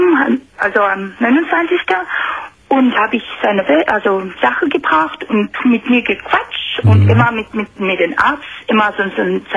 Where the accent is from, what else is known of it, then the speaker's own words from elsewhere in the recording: Romania; German is a second language; Ich komme aus Rumänien